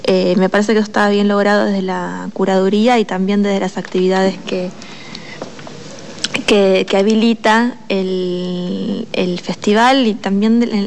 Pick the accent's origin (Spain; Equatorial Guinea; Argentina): Argentina; Buenos Aires; soy de Buenos Aires.